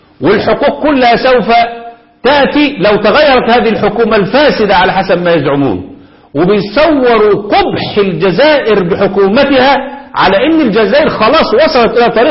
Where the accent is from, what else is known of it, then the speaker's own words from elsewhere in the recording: Egypt; زي ما هم الخونة عندنا في مصر